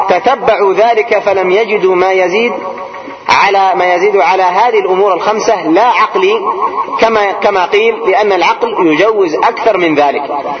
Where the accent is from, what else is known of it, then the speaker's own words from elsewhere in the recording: Yemen; قلنا عندنا في اليمن